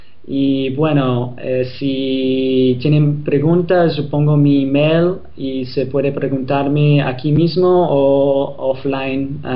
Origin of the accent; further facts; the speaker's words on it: Boston, Massachusetts, United States; Spanish is a second language; Yo soy de Boston, de Estados Unidos. Por eso mi español es un poco...